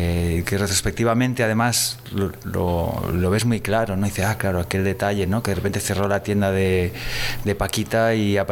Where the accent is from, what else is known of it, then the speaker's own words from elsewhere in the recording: Gandia, Valencian Community, Spain; also born or lived in Galicia; yo ya había vivido en Valencia porque en realidad me crié en Gandía, y desde hace ya en los últimos años había estado viviendo en Galicia